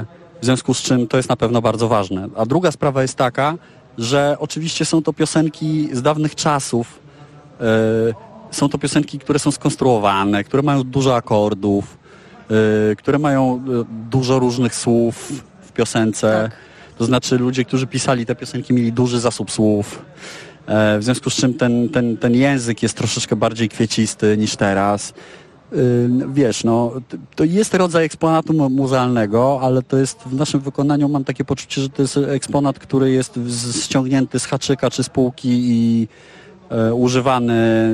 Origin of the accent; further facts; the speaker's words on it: Warsaw, Masovian Voivodeship, Poland; Mokotów. Jestem z Mokotowa, urodziłem się tam, całe życie tam mieszkam. Moja Warszawa to jest w moim przypadku bardzo pojemne hasło, pierwsze skojarzenie to Mokotów, zdecydowanie.